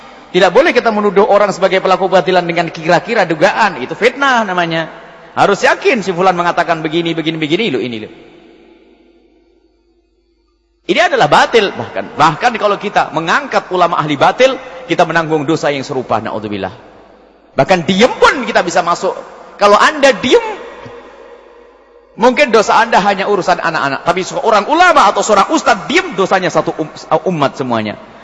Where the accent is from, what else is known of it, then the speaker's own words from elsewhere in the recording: East Java, Indonesia; Saya Jawa Timur.